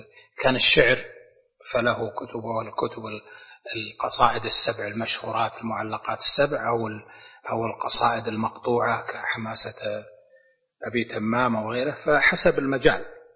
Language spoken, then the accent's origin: Arabic; Najd, Saudi Arabia; زي عندنا في نجد المستعملة